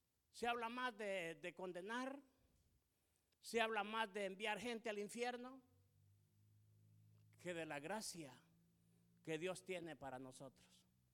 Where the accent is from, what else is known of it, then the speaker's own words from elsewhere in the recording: El Salvador; tenemos identidad, yo soy del Salvador, me identifico con los salvadoreños